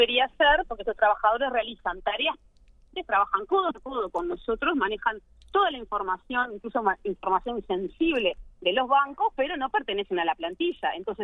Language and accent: Spanish; Uruguay; Estamos hablando de que los uruguayos somos los dueños de las empresas públicas